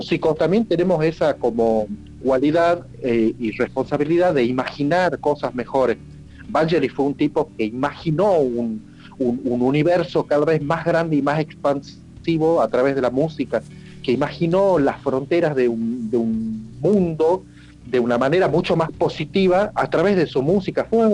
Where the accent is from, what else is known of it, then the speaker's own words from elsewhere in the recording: Salta, Argentina; tengo 48 años, soy nacido en Salta, toco dentro de las ramas del metal desde chico